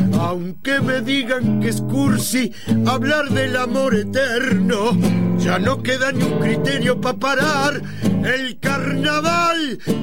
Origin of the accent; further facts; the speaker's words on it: Argentina; Pero yo hablo de nosotros, ¿no? En realidad, no hablo de los uruguayos, hablo de nosotros, los argentinos.